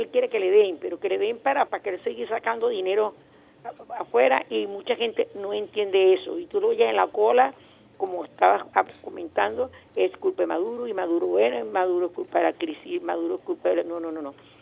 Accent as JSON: {"language": "Spanish", "country": "Venezuela", "said": "como venezolanos tenemos que hacer que esto funcione"}